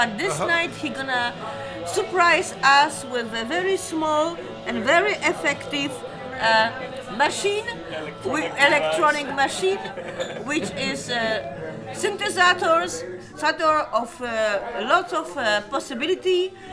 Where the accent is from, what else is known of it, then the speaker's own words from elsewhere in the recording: Poland; English is a second language; I'm a poet from Poland.